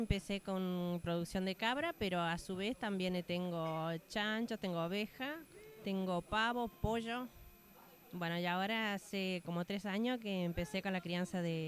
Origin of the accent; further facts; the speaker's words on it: Las Aguadas, San Luis, Argentina; de la zona en el departamento San Martín, soy de Casa de los Tigres, de Las Aguadas, la localidad de Las Aguadas. Sí, ahí es una zona bastante fea para llegar, no es muy fácil para llegar.